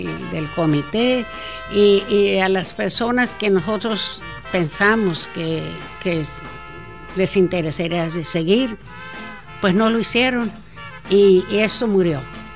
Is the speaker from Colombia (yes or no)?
no; Los Mochis, Sinaloa, Mexico; born there; Yo nací en Los Mochis porque en San Blas no había ningún doctor.